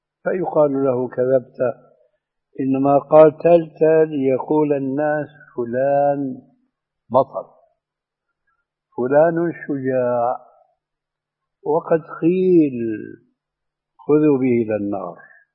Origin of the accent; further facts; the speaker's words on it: Syria; وعندنا في سوريا بيقولوا العامة مع الأسف